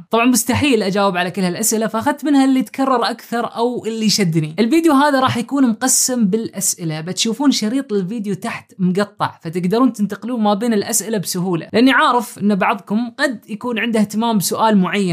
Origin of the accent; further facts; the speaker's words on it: Oman; now in Turkey; عمري 31 سنة وأنا من عمان.